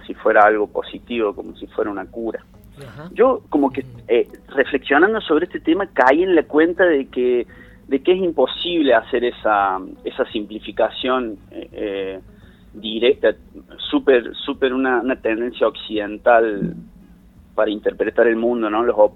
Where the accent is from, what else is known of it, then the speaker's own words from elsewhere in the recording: Mina Clavero, Córdoba, Argentina; Y yo me crié en Mina Clavero, cuando Mina Clavero todavía ya era un lugar súper turístico